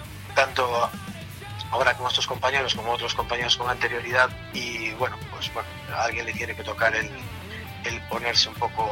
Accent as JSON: {"language": "Spanish", "region": "Galicia", "country": "Spain", "said": "como somos gallegos"}